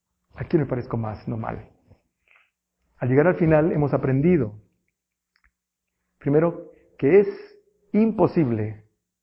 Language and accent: Spanish; Mexico; Así somos los mexicanos, así somos los que vivimos en esta sociedad.